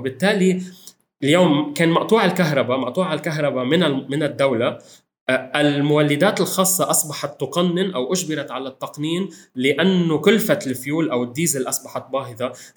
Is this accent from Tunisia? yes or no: no; Lebanon; هذه السنة الثالثة التي نحن موعودون كلبنانيين باستجرار الغاز من مصر